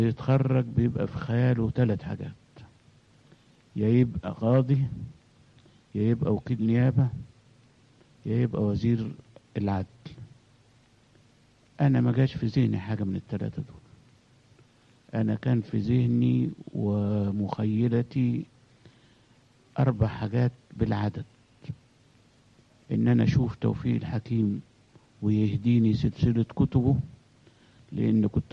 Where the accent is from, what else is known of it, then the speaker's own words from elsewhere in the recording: Kom Zamran, Beheira, Egypt; also born or lived in Alexandria; أنا اتولدت في اسكندرية وأبويا توفى وأنا سني سنة، فأمي تزوجت واحد من الأرياف، فعشت ببلد اسمها كوم زمران في البحيرة ما بين الدلنجات وتاي البرود، وكنت بروح مدرسة الدلنجات الابتدائية